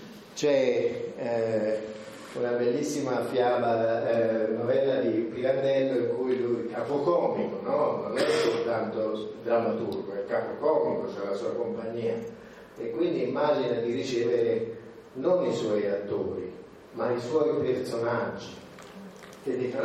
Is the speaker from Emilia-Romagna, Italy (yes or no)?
no; Lucca, Tuscany, Italy; born there; io sono nato a Lucca